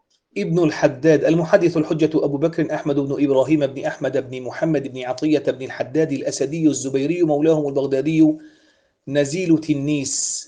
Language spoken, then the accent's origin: Arabic; Syria; عندنا في سوريا مثلا خناصرة